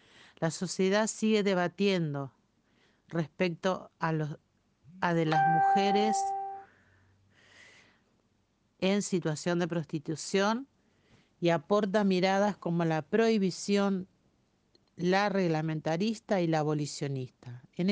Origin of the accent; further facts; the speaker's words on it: Santa Fe, Argentina; una vez que pude regresar a Santa Fe y no volver atrás.